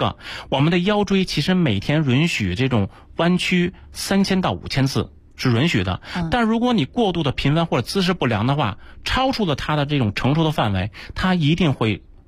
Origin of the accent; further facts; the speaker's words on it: Beijing, China; accent: Beijing; 用咱们北京话叫什么？叫尬悠。